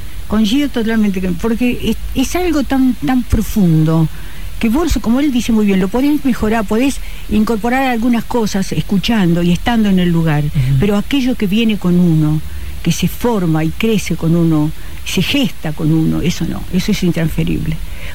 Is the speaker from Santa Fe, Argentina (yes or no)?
yes; Bombal, Santa Fe, Argentina; also born or lived in Buenos Aires Province; now in Rosario, Argentina; Mirá, me crié, es decir, pasé 2 años de mi primera infancia en Bombal, exactamente.